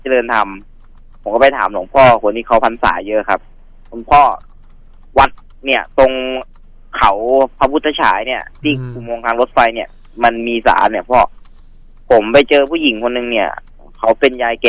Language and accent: Thai; Saraburi, Thailand; ผมเป็นคนสระบุรีนะ